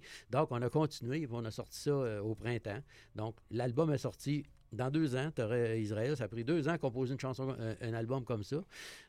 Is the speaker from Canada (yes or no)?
yes; Quebec, Canada; j'étais tout petit. Je connais connaissais absolument rien dans ça. Je venais de l'Abitibi.